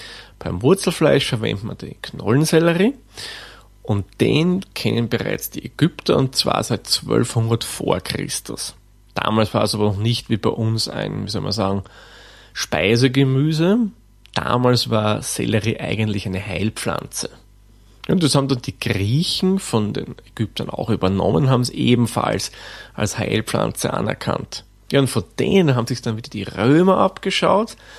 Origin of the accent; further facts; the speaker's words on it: Austria; Und bei uns in Österreich, wie gesagt, der Schopf.